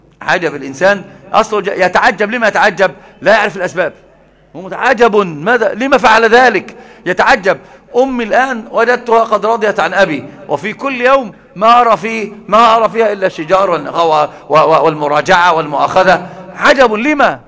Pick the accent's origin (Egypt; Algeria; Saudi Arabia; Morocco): Egypt; ده عندنا في مصر مثل عظيم جدا